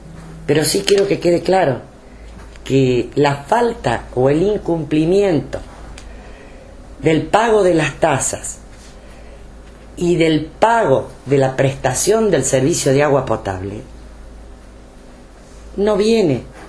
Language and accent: Spanish; Argentina; lo que yo creo es que primero somos argentinos.